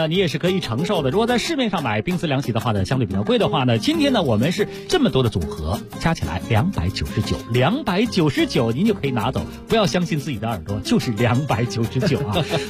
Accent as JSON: {"language": "Chinese", "region": "Beijing", "country": "China"}